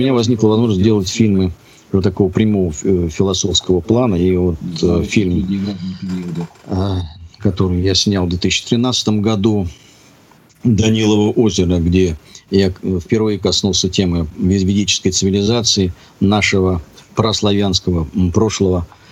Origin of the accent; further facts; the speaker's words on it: Moscow, Russia; Я сам москвич коренной.